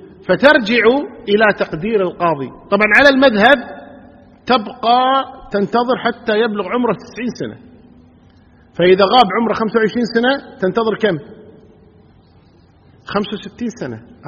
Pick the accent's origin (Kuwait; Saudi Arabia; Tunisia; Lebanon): Kuwait